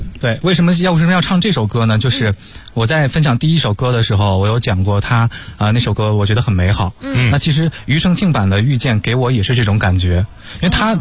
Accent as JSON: {"language": "Chinese", "region": "Henan", "country": "China", "tie": "born or raised there", "said": "我曾经在我们老家河南的嘛"}